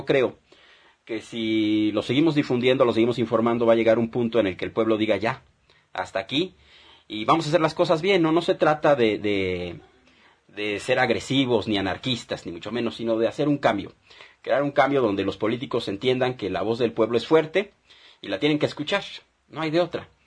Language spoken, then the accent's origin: Spanish; Mexico; como pueblo mexicano, como ciudadanos, tendríamos que alzar la voz